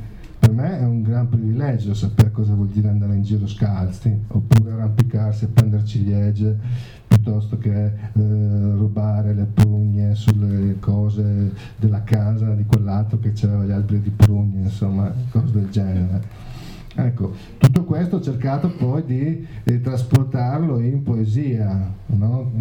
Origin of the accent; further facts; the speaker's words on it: Villesse, Friuli-Venezia Giulia, Italy; Io vengo dalla provincia di Gorizia, però è l'ultimo paese della provincia di Gorizia sul confine con quella di Udine. Ecco, che è un paesino che si chiama Villesse.